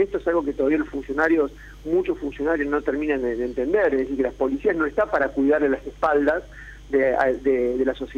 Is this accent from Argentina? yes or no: yes; La Plata, Buenos Aires Province, Argentina; yo soy de La Plata